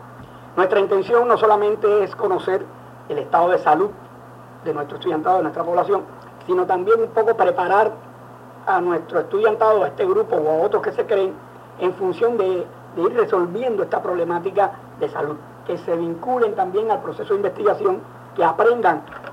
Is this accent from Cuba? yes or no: yes; Cuba; Yo soy cubano